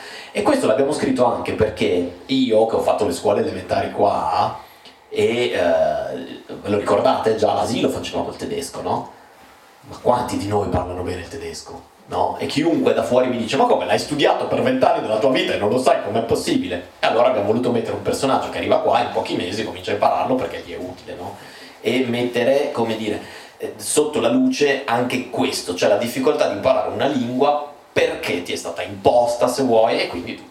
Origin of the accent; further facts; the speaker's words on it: Bologna, Emilia-Romagna, Italy; lui viene da Messina, io vengo da Bologna